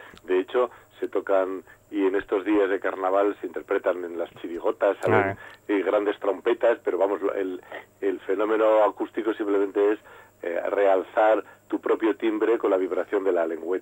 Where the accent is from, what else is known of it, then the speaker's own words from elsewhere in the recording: Lodosa, Navarre, Spain; yo soy de la Ribera del Ebro, de ahí de Navarra, en Lodosa concretamente